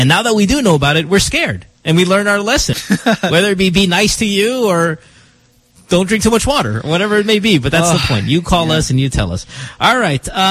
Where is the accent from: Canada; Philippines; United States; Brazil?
Philippines; And I'm not saying this because I'm Filipino, but when I tell people I'm Filipino